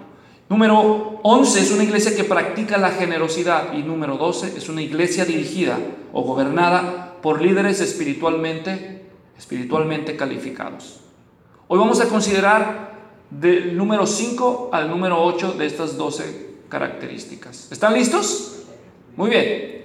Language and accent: Spanish; Guadalajara, Jalisco, Mexico; Yo crecí en Guadalajara y en el centro de la ciudad